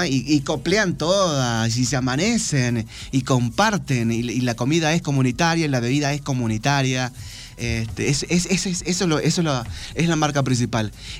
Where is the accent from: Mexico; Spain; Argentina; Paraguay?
Argentina; Tartagal, Salta; born there; en las comunidades que circundan la ciudad donde yo nací, en Tartagal.